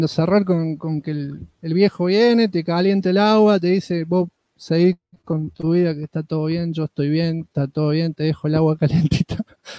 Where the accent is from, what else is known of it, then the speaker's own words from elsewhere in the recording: Argentina; Se llaman así porque la mayoría son argentinos, porque somos argentinos y bla.